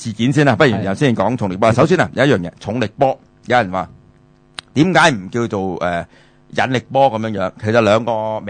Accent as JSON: {"language": "Cantonese", "country": "Hong Kong", "said": "我哋香港人好多好崇美嘅"}